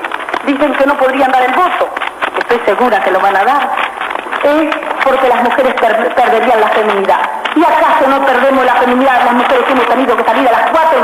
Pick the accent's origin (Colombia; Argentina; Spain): Argentina; Segundo como Argentina y tercera como una mujer del pueblo que sabe las vicisitudes y sabe lo que es las privaciones, el trabajo y la miseria.